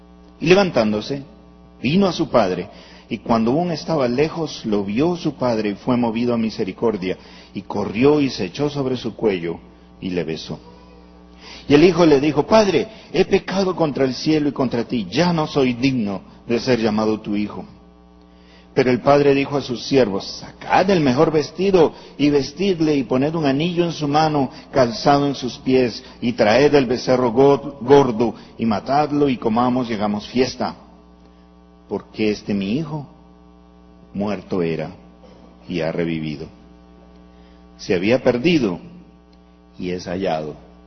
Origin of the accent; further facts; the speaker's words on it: Peru; moved away as an adult; now in Medellín, Colombia; Soy peruano, casado con Rola, pero llevo 12 años viviendo en Medellín, o sea que ya estoy nacionalizado paisa yo también.